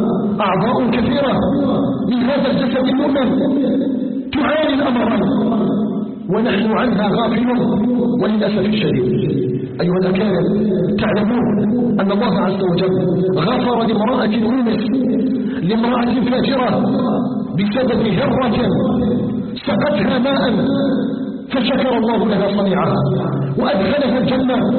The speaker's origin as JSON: {"language": "Arabic", "country": "Algeria", "said": "أن يجعل بلدنا الجزائر آمنا مطمئنا"}